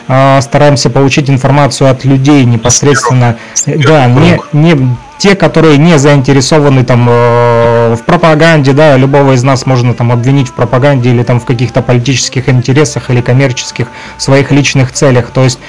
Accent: Luhansk Oblast, Ukraine; в том числе и мы из ЛНР.

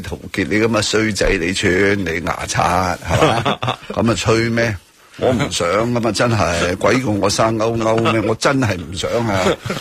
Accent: Hong Kong; 这个呢不是我们香港人的决定

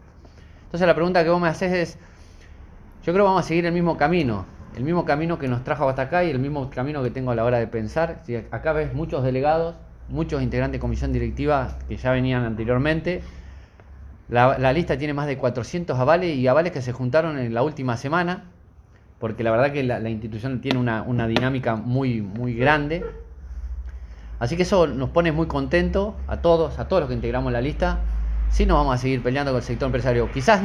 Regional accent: Trenque Lauquen, Buenos Aires Province, Argentina; de la manera en que me crié en un hogar de niño, en Trenquilauquen.

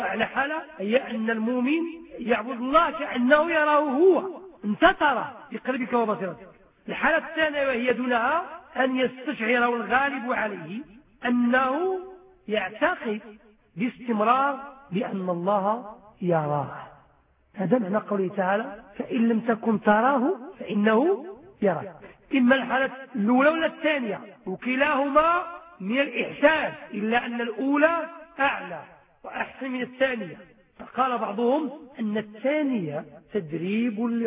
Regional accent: Morocco; هذا هو الإنسان العادي عندنا في المغرب

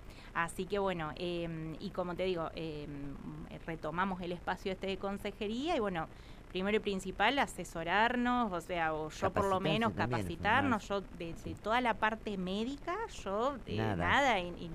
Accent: Colonia Chapalco, La Pampa, Argentina; Yo, bueno, soy oriunda de acá. Yo aclaro, yo soy de Colonia Chapalco.

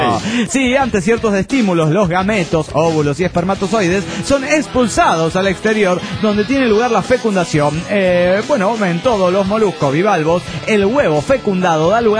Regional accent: Mexico City, Mexico; del DF mexicano.

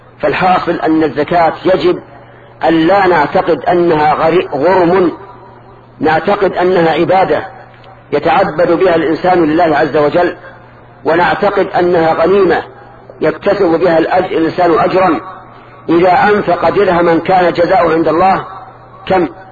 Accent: Najd, Saudi Arabia

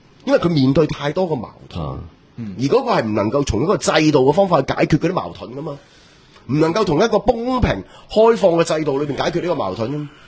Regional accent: Hong Kong; 我哋香港人都訓練咗好多年

